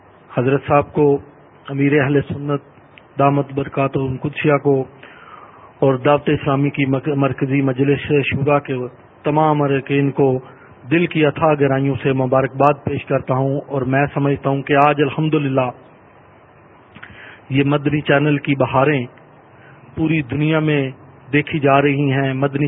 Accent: Gujrat, Punjab, Pakistan; ممبر Punjab assembly ہوں اور میرا تعلق گجرات شہر سے ہے

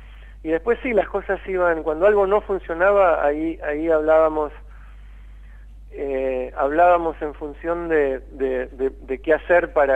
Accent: United States; now in Argentina; Yo crecí en Estados Unidos. Y me pasé de los 11 a los 27 años en Estados Unidos.

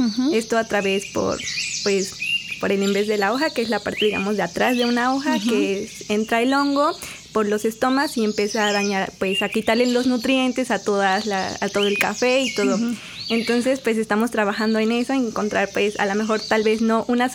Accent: Mexico; como sabemos, pues consumimos como mexicanos mucho.

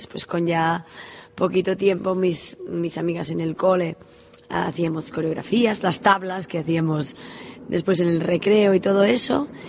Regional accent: Girona, Catalonia, Spain; De Girona.

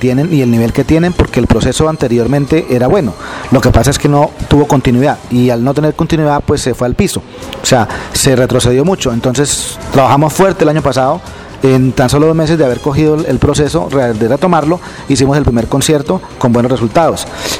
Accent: Agua de Dios, Cundinamarca, Colombia; soy el director de la banda municipal de La Mesa Cundinamarca. Soy oriundo de Agua de Dios, nací el 21 de octubre de 1968.

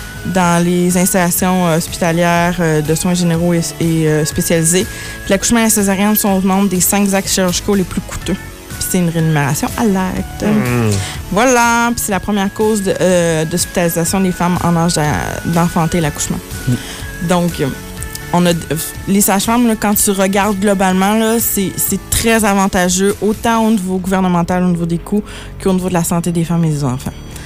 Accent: Quebec City, Quebec, Canada; Moi, j'étais à Blainville, je viens de Québec, là.

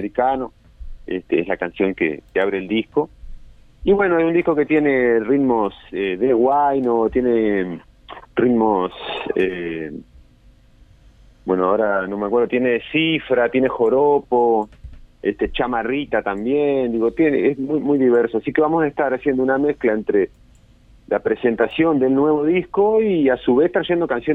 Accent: Cerro Largo, Uruguay; now in Colonia, Uruguay; que soy de Cerro Largo, oriundo, pero bueno, hace un par de años estamos radicados aquí en el departamento de Colonia

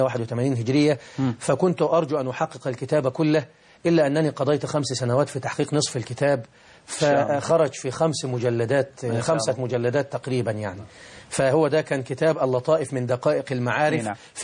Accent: Deibi, Beheira, Egypt; أنا من محافظة البحيرة، مركز رشيد، قرية تسمى بقرية ديبي، وهي تشتهر في المنطقة بأسرها بقرية القرآن الكريم

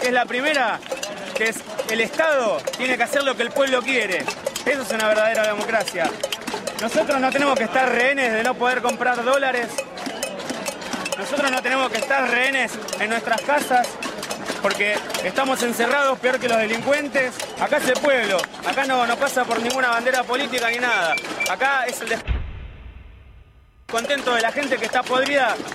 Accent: Argentina; Porque yo soy argentino

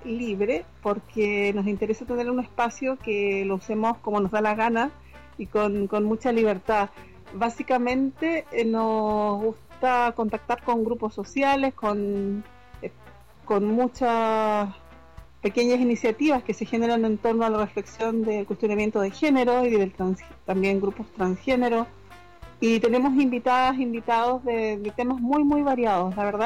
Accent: Chile; la mayoría de las aleteadoras somos de América Latina. De Chile en concreto, partimos así.

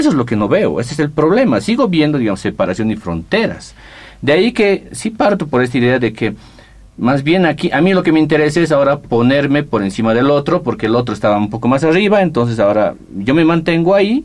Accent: Bolivia; moved away as an adult; me fui de Bolivia a estudiar el posgrado del 2009 y hasta antes de eso me daba cuenta

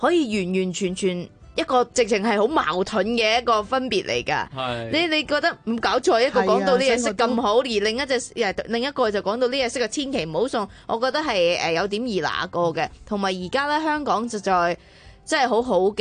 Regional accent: China; 但系我哋中国人系直成一大盘一大盘嘅蟹爪菊啊

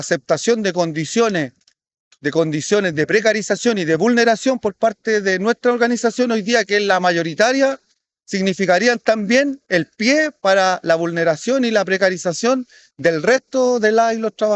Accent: Chile; nosotros como Estado, como pueblo chileno, no hemos tenido la capacidad de poder impedir esa vulneración

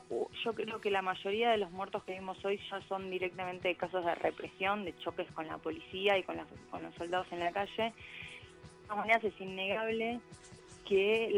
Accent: Argentina; nos, por lo menos a nosotros creo como argentinos, nos choca estas dos imágenes al mismo tiempo

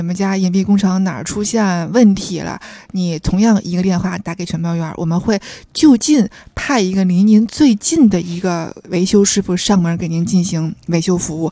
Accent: Tianjin, China; now in Beijing, China; 我因为我天津人嘛，我们天津也有全包园嘛，我天津的叔叔家我奶奶家都是在全包园装的

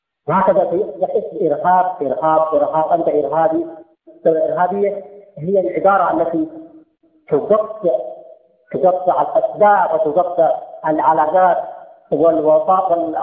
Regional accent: Yemen; نحن يمنيين وهم سعوديين

